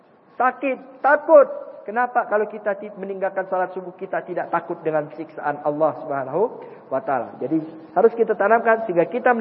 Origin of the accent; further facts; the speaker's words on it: Pontianak, West Kalimantan, Indonesia; ini pertama kali saya datang ke Riau ini, Kabupaten Siak ini. Saya dari Pontianak